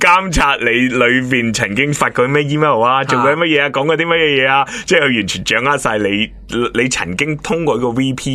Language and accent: Cantonese; Hong Kong; 即系呢啲始终都系我哋土生土长嘅呢个香港嘅文化喺度。